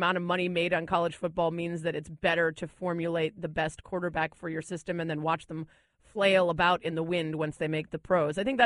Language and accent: English; Chicago, Illinois, United States; Like, I'm from Chicago. If Jay Cutler doesn't throw three picks, I think it's a good job.